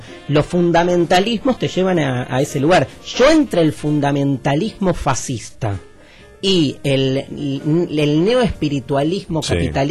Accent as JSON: {"language": "Spanish", "country": "Argentina", "said": "ni como judío, ni como argentino, ni como judío argentino, como lo quieras comulgar, esa identidad rara que conflictiva y hermosa que tenemos muchos judíos argentinos"}